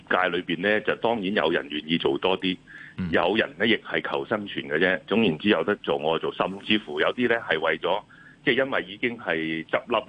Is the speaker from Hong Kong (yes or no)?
yes; Hong Kong; 作为香港人，你见到任何爆发，一定系有啲担心啦